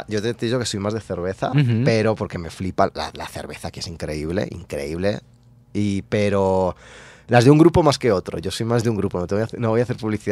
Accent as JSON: {"language": "Spanish", "region": "Valencian Community", "country": "Spain", "said": "yo soy valenciano, que es una comunidad que está, hablamos catalán también, de hecho el siglo de oro de las letras catalanas fue en Valencia, y compartimos una cultura como muy fuerte, yo hablo catalán."}